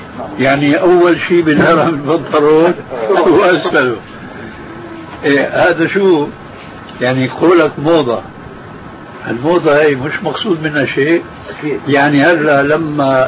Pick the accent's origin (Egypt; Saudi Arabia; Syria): Syria; في بنطلون عندنا في الشام مضى عليه زمان يسموه شارلستون